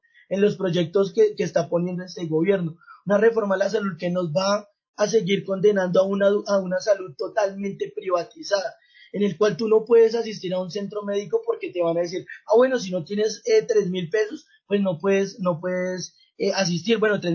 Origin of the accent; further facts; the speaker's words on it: Colombia; Entonces nosotros como colombianos nos van a sumergir otra vez a una guerra